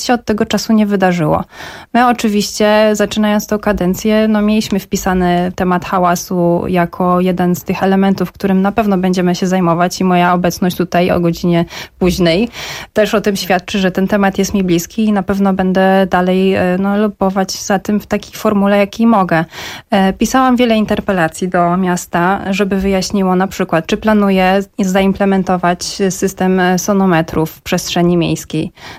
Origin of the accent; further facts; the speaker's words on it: Warsaw, Masovian Voivodeship, Poland; żebyśmy my jako warszawiacy to odczuli.